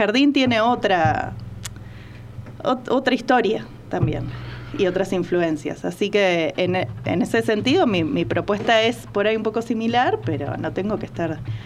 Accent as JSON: {"language": "Spanish", "region": "Buenos Aires", "country": "Argentina", "lives_now": "Tanti, Argentina", "said": "Yo soy de Buenos Aires, vivo en Tanti hace un año y medio"}